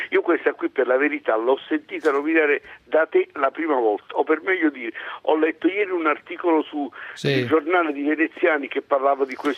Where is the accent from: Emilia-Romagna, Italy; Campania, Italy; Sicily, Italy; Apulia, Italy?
Campania, Italy; Naples; Noi siamo napoletani.